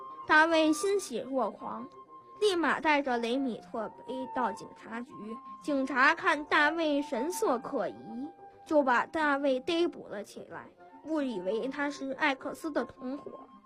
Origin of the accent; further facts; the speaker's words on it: Beijing, China; 是校游泳队的成员，今年11岁。